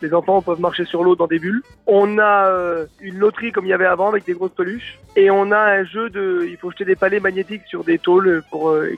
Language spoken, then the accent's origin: French; Nancy, Grand Est, France; Déjà, on est originaire de Nancy.